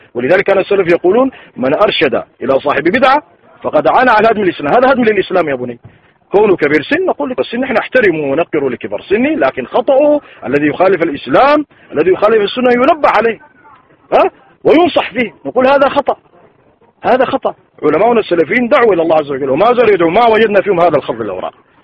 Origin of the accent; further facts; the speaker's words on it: Sudan; كما يقول عندنا في السودان المثل